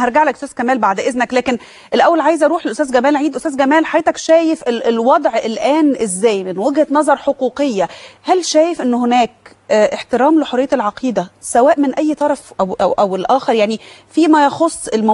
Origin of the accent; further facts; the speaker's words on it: Egypt; هي مرفوضة بالنسبة لنا كمصريين